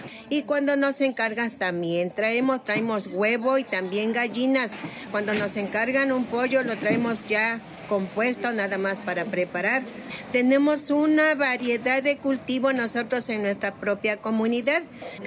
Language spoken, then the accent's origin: Spanish; Matlalapa, Mexico; vengo de la comunidad de Matlalapa.